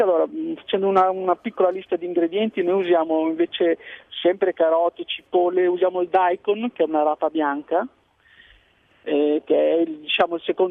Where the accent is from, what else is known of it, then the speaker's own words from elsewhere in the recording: Zhejiang, China; now in Italy; io provengo dalla regione dello Zhejiang.